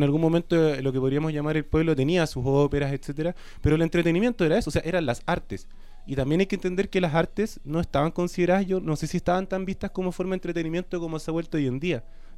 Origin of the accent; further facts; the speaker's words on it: Valparaíso, Chile; born there; terminamos viviendo juntos en la calle donde nací, en Valparaíso.